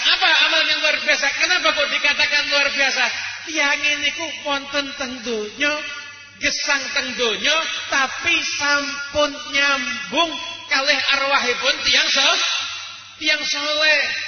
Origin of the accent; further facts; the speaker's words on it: Surakarta, Central Java, Indonesia; Saya sebagai warga Solo, ya saya juga pernah hidup ada di luar kota dan juga pernah mondok di tempat di luar kota